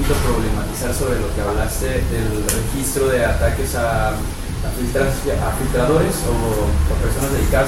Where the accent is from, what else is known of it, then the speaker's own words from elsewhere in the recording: Jalisco, Mexico; un caso de Jalisco, en Grupo Vital, soy de allá